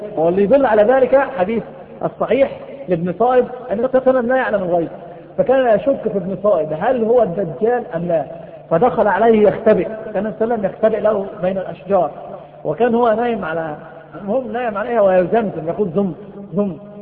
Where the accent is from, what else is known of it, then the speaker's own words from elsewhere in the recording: Egypt; ناس عندنا في مصر بيفتحوا المندل